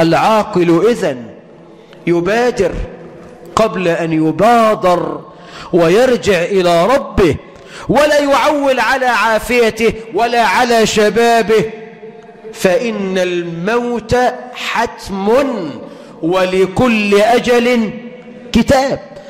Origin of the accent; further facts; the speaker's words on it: Egypt; اللهم اجعل بلدنا مصر أمنا أمانا، رخاء سخاء